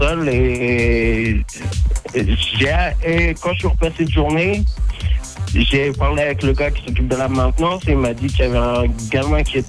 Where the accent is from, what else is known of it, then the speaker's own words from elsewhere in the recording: Nancy, Grand Est, France; now in United States; Moi, je suis français. Non, je suis français. Je suis de Nancy.